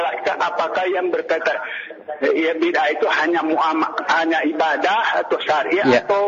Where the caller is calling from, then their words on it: Palu, Central Sulawesi, Indonesia; Saya dari Palu